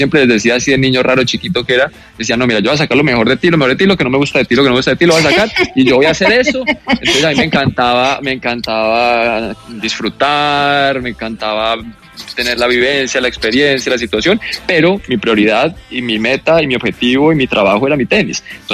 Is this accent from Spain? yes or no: no; Bogotá, Colombia; moved away as an adult; fue como a los 18 que me fui de Bogotá, pues, y de Colombia. Empecé a ir mucho a Estados Unidos, a Florida.